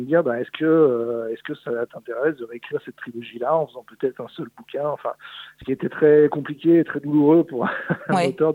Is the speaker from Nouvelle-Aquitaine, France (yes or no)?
no; Charly, Auvergne-Rhône-Alpes, France; Moi, je suis originaire de Charly, qui est la commune juste à côté. Ma grand-mère était originaire de cette commune-là.